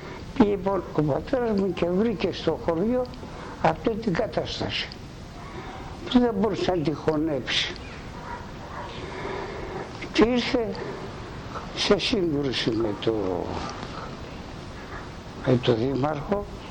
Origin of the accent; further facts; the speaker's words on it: Koronos, South Aegean, Greece; born there; ο πατέρας μου γεννημένος στα Βουρλά της Μικράς Ασίας. Η μητέρα μου από το χωριό μου, από την Κόρον της Νάξου.